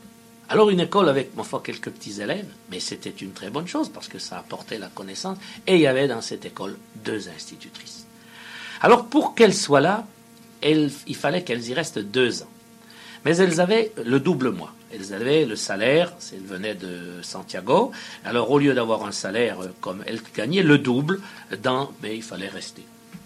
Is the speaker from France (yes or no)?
yes; France; j'ai dit, écoutez, on est français, tout ça.